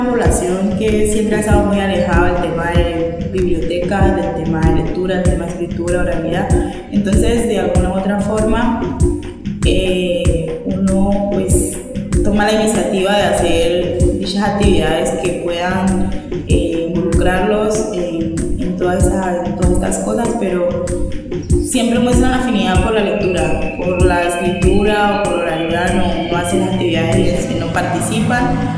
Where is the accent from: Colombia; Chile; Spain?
Colombia; Roberto Payán, Nariño; vengo del municipio de Roberto Payán